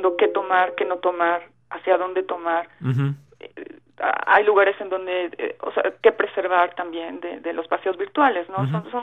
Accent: Mexico City, Mexico; porque yo soy de la Ciudad de México, nos mandan para allá.

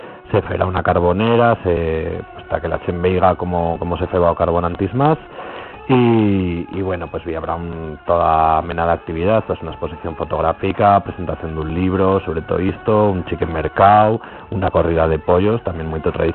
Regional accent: Asturias, Spain; esto no lo sé pronunciar porque yo soy asturiano

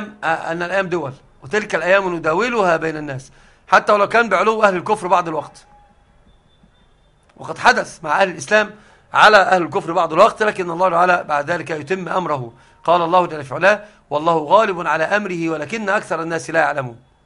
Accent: Egypt; لكن عندنا في مصر أنا مش مشهور عندنا الضم

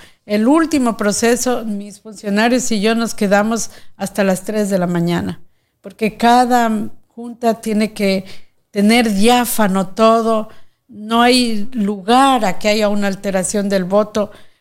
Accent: Ecuador; sino porque como ecuatorianos queremos decir basta a tanto atropello

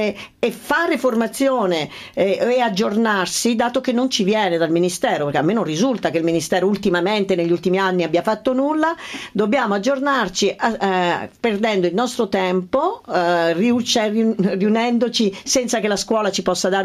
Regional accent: Ascoli Piceno, Marche, Italy; Io sono di Ascoli.

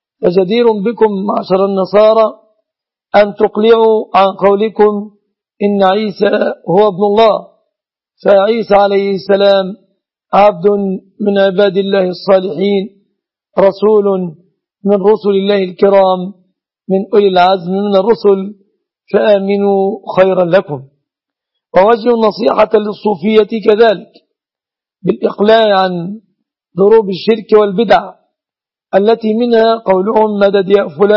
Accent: Egypt

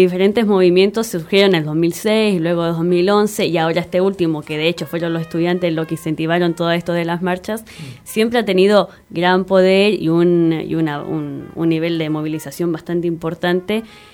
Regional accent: Chile; moved away; me interpele a mí como chilena en el extranjero

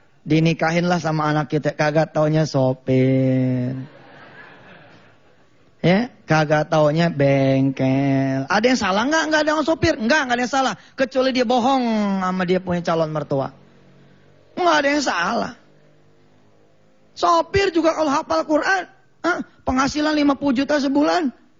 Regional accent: Jakarta, Indonesia; Kalau saya orang Betawi ini kira-kira begini.

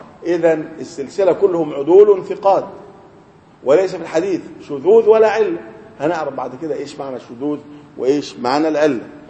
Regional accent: Upper Egypt, Egypt; لكن الان في بعض القرى عندنا في الصعيد الناس لا عندهم مكيفات

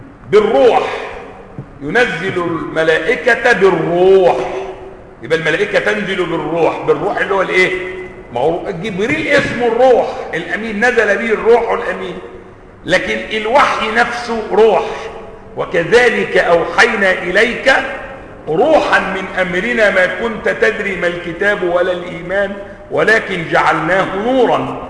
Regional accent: Egypt; accent: Egyptian; الماء الآسن اللي هو بنقول عليه بلهجتنا المصرية ماء ايه؟ معطن.

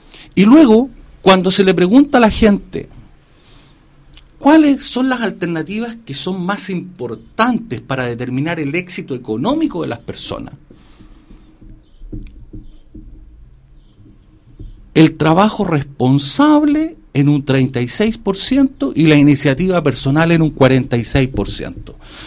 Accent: Chile; Nosotros hoy como chilenos creemos en la oportunidad de las personas.

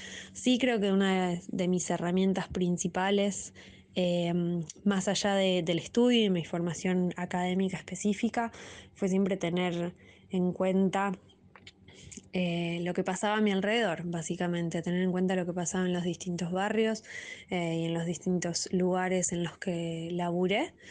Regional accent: Bariloche, Río Negro, Argentina; moved away as an adult; now in Buenos Aires, Argentina; estoy formada casi que íntegramente en la escuela pública. Soy de Bariloche, allí fui a un jardín público, después a la escuela pública, a un secundario público de gestión privada, y después tuve la oportunidad de venir a Buenos Aires a estudiar en la universidad

